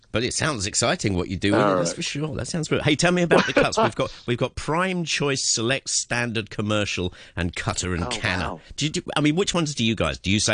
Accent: South East England, United Kingdom; Southeast of England. It's it's a county called Kent.

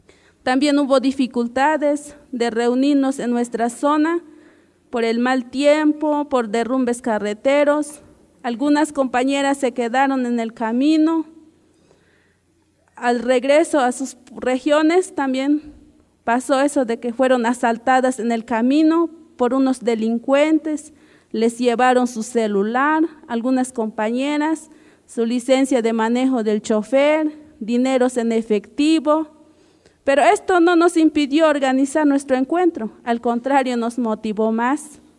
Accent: Chiapas, Mexico; first language Chol; Spanish is a second language; soy del Caracol Quinto de Roberto Barrio, mi lengua es chol.

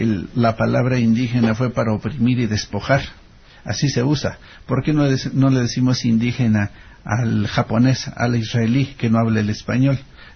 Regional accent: Mexico; cuando nosotros mismos como mexicanos la revaloramos

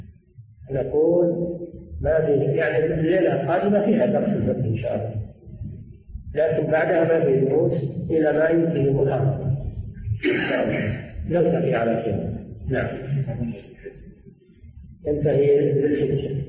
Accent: Riyadh, Riyadh Province, Saudi Arabia; نزل على بلدنا الرياض ولم ينزل على البلاد الأخرى

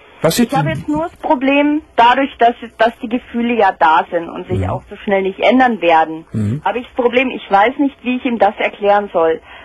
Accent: Bavaria, Germany; moved away; ich komme gebürtig aus Bayern, bin nach Nordrhein-Westfalen gegangen, zu meiner Tante gezogen

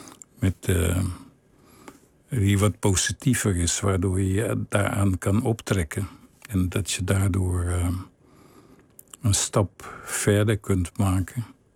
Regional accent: Willemstad, Curaçao; Ik vond het een hele goede jeugd. Ik groeide op in Willemstad. Dat is een fantastisch mooie stad. Oud koloniale stad.

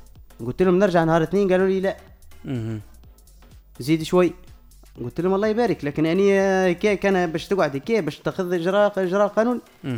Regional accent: Jemna, Kebili Governorate, Tunisia; أنا شاب من جمنة

